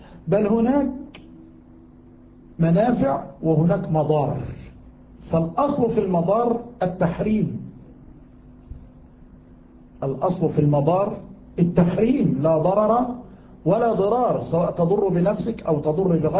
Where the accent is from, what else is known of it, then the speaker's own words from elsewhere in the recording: Yemen; فكان عندنا في اليمن ماء المطر هو أجل ماء